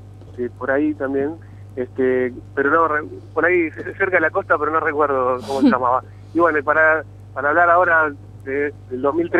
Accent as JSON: {"language": "Spanish", "town": "Rosario", "region": "Santa Fe", "country": "Argentina", "said": "porque venimos de Rosario."}